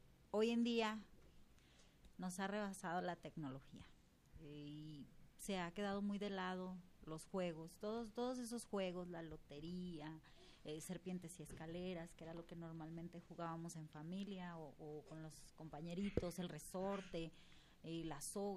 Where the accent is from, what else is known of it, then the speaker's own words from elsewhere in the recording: Guadalajara, Jalisco, Mexico; Bueno, yo soy de aquí, de Guadalajara, Jalisco, orgullosamente de tapatía.